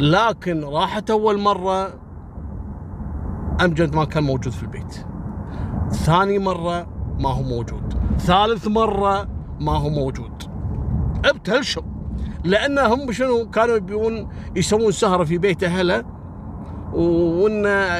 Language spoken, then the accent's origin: Arabic; Kuwait; أذكر قصة عسكري في مجرم صارت عندنا في الكويت